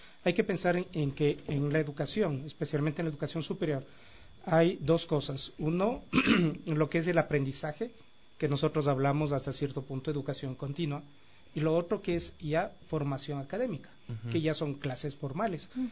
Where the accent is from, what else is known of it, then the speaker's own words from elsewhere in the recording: Ecuador; nosotros como ecuatorianos nos estamos trayendo un producto